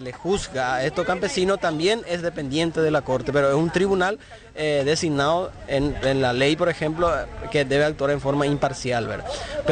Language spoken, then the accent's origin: Spanish; Alto Paraná, Paraguay; Nosotros venimos del Alto Paraná, 3 abogados, ¿verdad?